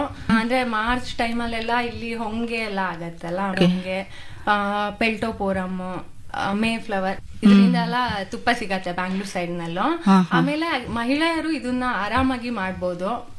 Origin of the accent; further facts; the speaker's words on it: Sagara, Karnataka, India; Actually ನನ್ನ ಊರು ಸಾಗರ.